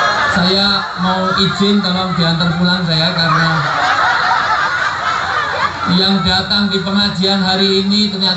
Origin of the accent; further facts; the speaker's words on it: Java, Indonesia; Saya asli orang Jawa, dalam tradisi Jawa orang tua disebut sepuh.